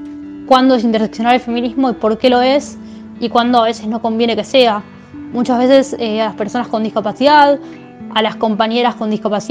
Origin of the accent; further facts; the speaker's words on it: Moreno, Buenos Aires Province, Argentina; soy del Partido Moreno, conurbano bonaerense, y milito en distintos movimientos de personas con discapacidad